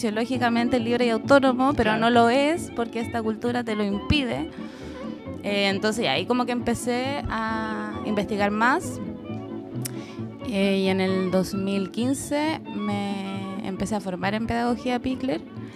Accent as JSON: {"language": "Spanish", "town": "Santiago", "region": "Santiago Metropolitan Region", "country": "Chile", "tie": "born or raised there", "also_born_or_lived": "Valparaíso Region", "said": "oriunda de Santiago hasta hace poco. El año pasado me vine a vivir a la quinta región. Ya había tenido un tránsito por acá, pero breve, así que ahora retomé mi estadía."}